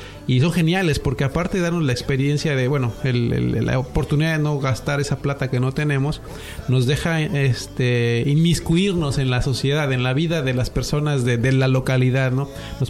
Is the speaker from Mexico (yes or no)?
yes; Mexico; moved away; also born or lived in Canada; venimos de Canadá, más bien. Allá estuvimos los últimos años, allá en Canadá. Fuimos a México a tratar de volver a hacer vida allí